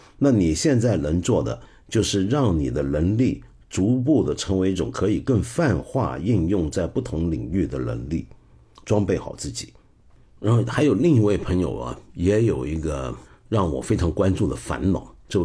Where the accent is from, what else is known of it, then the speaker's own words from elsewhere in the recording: Taiwan; 我是打小时候在台湾，当年念初中的时候，那个时候台湾的这个戒严制度底下的教育啊